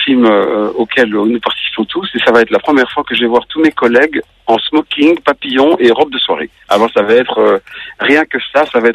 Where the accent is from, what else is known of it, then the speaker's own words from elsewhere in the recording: Belgium; moi en tant que Belge, je ne peux pas en empêcher.